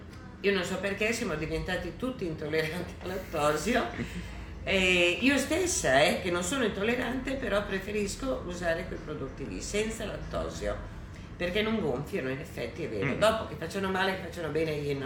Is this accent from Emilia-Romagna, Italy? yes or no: yes; Vigarano, Emilia-Romagna, Italy; Comunque sono di Vigarano, per cui sono qua in provincia di Ferrara